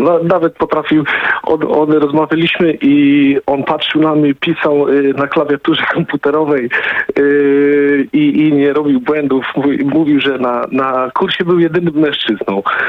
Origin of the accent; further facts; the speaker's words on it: Elbląg, Warmian-Masurian Voivodeship, Poland; niedaleko od domu, ja z Elbląga, także godzina 10 minut tak.